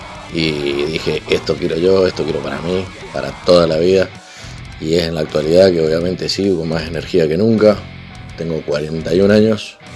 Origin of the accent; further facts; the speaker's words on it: San Rafael, Mendoza, Argentina; de San Rafael Mendoza